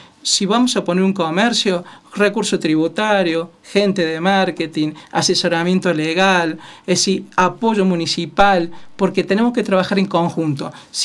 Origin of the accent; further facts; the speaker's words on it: Villa Dolores, Córdoba, Argentina; born there; Nací el 10 de enero de 1973 en el hospital de Villa Dolores, que es donde todos nacemos